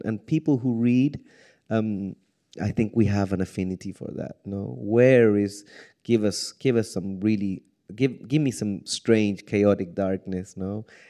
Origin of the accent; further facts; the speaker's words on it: Chile; I mean, I'm from Chile